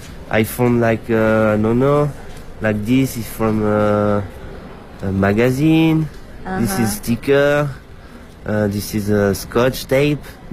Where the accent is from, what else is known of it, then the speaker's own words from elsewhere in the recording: France; English is a second language; now in Brussels, Belgium; I'm from France, and I live in Bruxelles, Belgium.